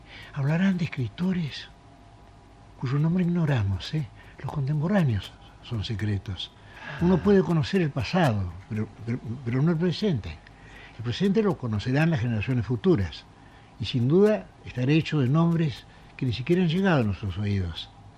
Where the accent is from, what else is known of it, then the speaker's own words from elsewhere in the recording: Argentina; mucha gente me dice a mí que yo no hablo como argentino. En las peluquerías me han preguntado, dígame, ¿usted llegó hace poco de España?